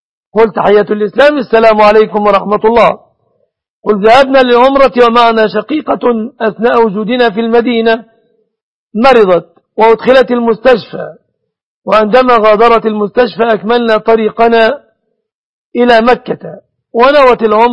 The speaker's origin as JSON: {"language": "Arabic", "country": "Egypt", "said": "بلادنا مصر"}